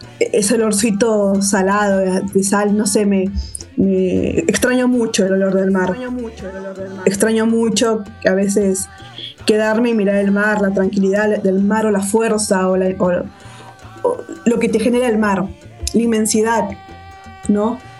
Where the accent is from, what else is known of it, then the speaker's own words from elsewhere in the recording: Lima, Peru; now in Buenos Aires, Argentina; Pero yo siempre me crié en Lima. Y toda mi vida la pasé en Lima hasta que me vine acá a Buenos Aires.